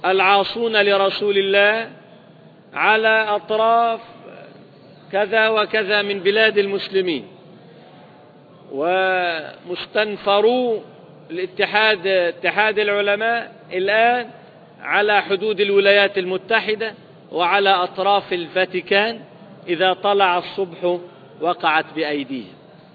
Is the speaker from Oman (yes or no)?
no; Libya; الآن تقصف بلادنا ليبيا